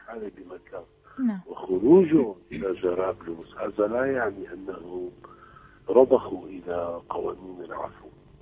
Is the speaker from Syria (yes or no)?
yes; Syria; نحن كشعب سوري يجب علينا أن لا نتأمل من هذه الدول الغربية